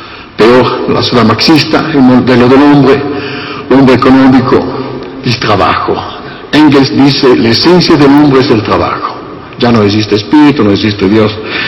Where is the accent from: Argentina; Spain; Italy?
Italy; Spanish is a second language; Por esto en Italia, soy italiano, se quitan los crucifijos